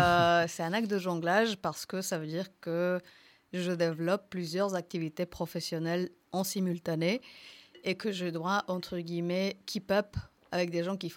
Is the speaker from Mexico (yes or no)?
yes; Mexico; French is a second language; now in France; Par exemple, moi, je viens du Mexique, qui est officiellement l'Amérique du Nord.